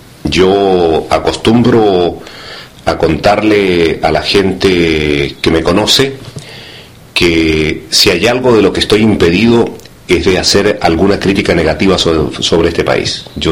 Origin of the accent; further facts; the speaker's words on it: Inca de Oro, Atacama, Chile; moved away as an adult; now in Netherlands; Nací en Chile, en un pequeño pueblito encaramado en los Andes chilenos. El pueblo tiene un nombre maravilloso, Inca de Oros. Y luego, producto de las agitaciones políticas que vivió Chile, llegué a Holanda en 1976